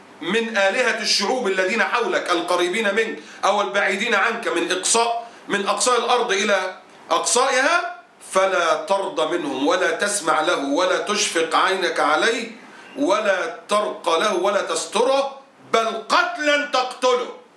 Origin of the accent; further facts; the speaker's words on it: Egypt; اللي عندنا في مصر عشان تعرف هم مضطهدين ولا لا.